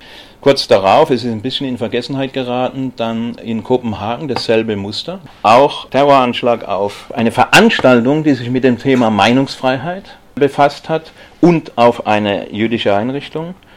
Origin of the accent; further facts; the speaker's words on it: Stuttgart, Baden-Württemberg, Germany; Ich komme ja aus Stuttgart